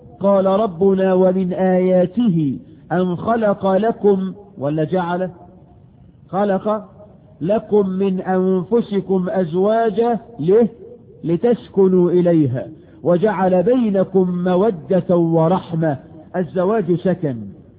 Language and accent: Arabic; Egypt